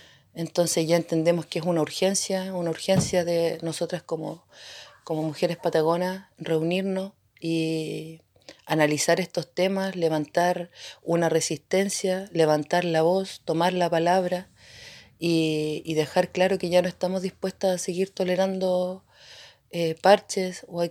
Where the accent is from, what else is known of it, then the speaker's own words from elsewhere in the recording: Puerto Cisnes, Aysén, Chile; soy de Puerto Cisnes